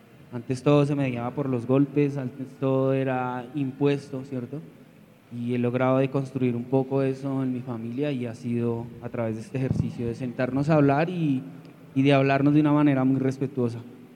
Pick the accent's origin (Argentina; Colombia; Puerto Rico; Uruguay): Colombia; el conflicto que hemos vivido nosotros como colombianas y colombianos